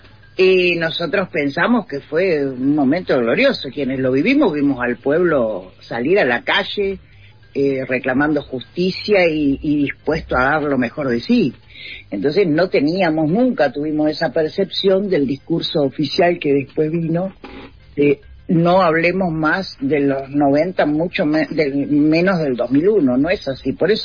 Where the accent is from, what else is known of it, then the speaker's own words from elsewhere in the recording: Uruguay; now in Argentina; Yo que vengo de Uruguay, llegué en el 92, 93 a vivir a Argentina y no pasaba eso.